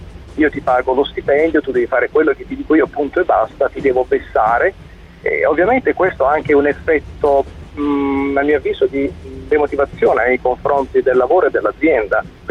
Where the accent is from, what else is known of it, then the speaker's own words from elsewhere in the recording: Apulia, Italy; Beh, sono pugliese.